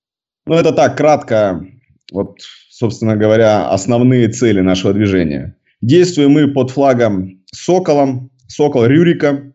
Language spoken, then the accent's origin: Russian; Sevastopol, Ukraine; Родился я в Севастополе, вырос в Севастополе, учился здесь. На данный момент мне 31 год полный.